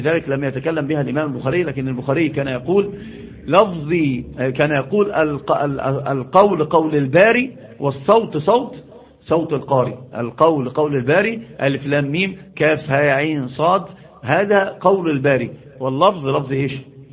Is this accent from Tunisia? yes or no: no; Upper Egypt, Egypt; حتى عندنا في الصعيد يقسمون